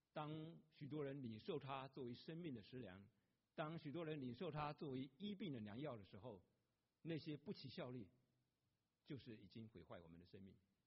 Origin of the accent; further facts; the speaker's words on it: Jinjiang, Fujian, China; 多年前在我的家乡那里有卖的晋江假药，晋江是个福建一个地区